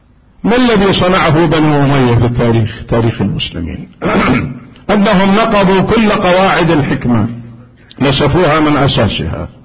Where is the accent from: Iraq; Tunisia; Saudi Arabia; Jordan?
Iraq; كانت أزمة اسمنت عندنا بالعراق